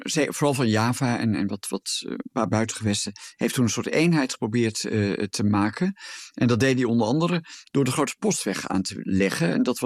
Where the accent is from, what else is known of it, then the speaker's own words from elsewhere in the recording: Gelderland, Netherlands; Ik kom zelf uit de Achterhoek